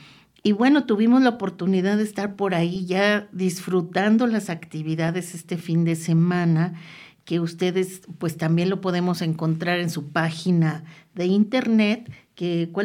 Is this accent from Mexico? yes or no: yes; Mexico City, Mexico; now in Ayapango, Mexico; yo llegué ahí hace 10 años a habitar, soy migrante de la Ciudad de México y enamorada de estos paisajes que se disfrutan.